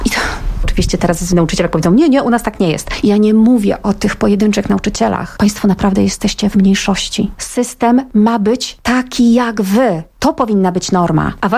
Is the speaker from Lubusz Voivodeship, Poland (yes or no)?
yes; Gorzów Wielkopolski, Lubusz Voivodeship, Poland; Wróciłam po 16 latach do mojego rodzinnego miasta Gorzowa Wielkopolskiego